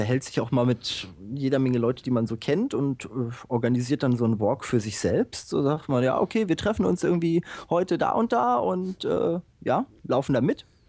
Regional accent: Bad Hersfeld, Hesse, Germany; ich komme ursprünglich aus Bad Hersfeld.

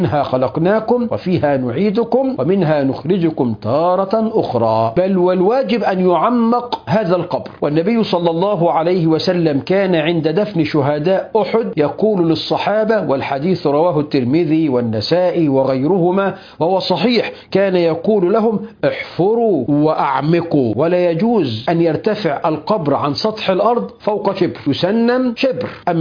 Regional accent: Egypt; الأمر الملفت للنظر عندنا في مصر

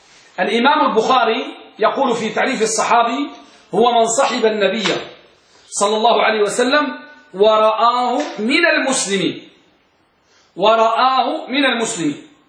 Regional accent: Tangier, Tanger-Tetouan-Al Hoceima, Morocco; عندنا بطنجة

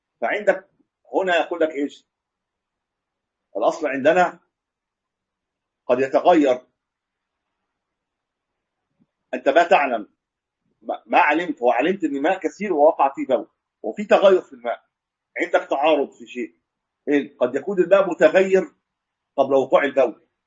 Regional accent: Egypt; ما ادري عندنا في مصر الاثنين بياخذوا الحكم خمس سنوات

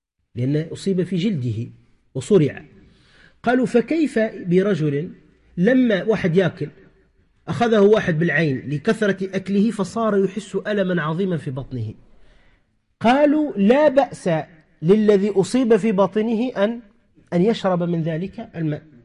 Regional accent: Tunisia; عندنا في تونس غالبا ماذا يقولون

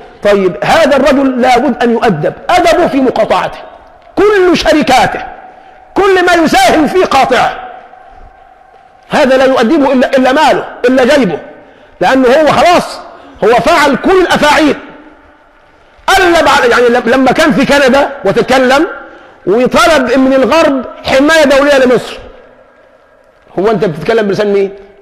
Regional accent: Egypt; أقول له الله يهديك أنا مصري، مش تفضحني، أنا مصري

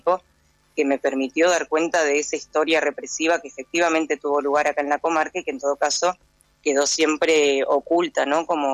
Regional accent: El Bolsón, Río Negro, Argentina; yo soy de acá, del Bolsón. Yo soy socióloga, estudié allá en Buenos Aires, pero nací acá en el Bolsón, me crié acá en el Bolsón

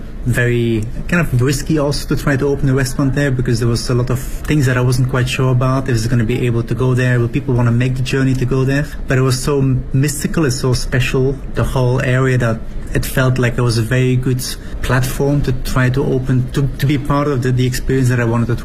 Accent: Belgium; now in Beijing, China; I am from Belgium. I've been in Beijing for about 10 years now.

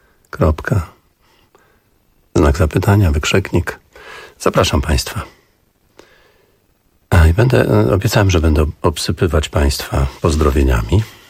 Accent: Augustów, Podlaskie Voivodeship, Poland; Ja pochodzę z Augustowa. Tam jest pani, która wyjechała z Augustowa, ale stamtąd pochodzi. Podlasie, powiedzmy. Raczej takie spokojne życie.

